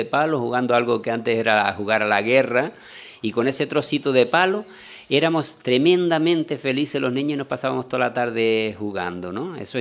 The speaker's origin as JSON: {"language": "Spanish", "town": "La Palma", "region": "Canary Islands", "country": "Spain", "tie": "born there", "said": "yo nací en La Palma. Mi padre era de La Palma, mi madre era de Lanzarote."}